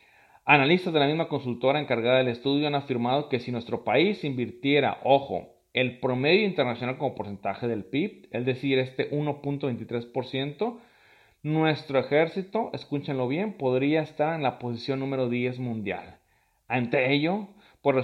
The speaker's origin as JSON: {"language": "Spanish", "region": "Colima", "country": "Mexico", "said": "solamente en mi país, pues culminaré con pequeños detalles que ocurren en la sociedad colimense"}